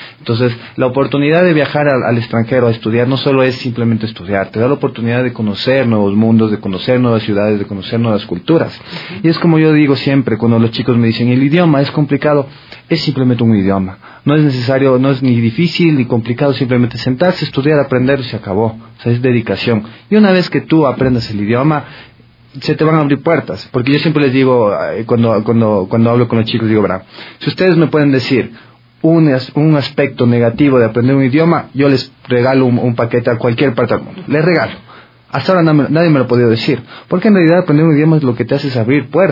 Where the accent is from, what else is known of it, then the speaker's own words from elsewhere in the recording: Ecuador; moved away; cuando yo me fui, yo les decía, soy ecuatoriano